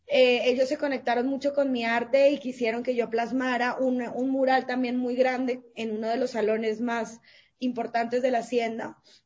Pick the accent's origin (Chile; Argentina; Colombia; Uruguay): Colombia; also born or lived in Ecuador; yo nací en Colombia, soy colombiana, pero viví 5 años en Ecuador.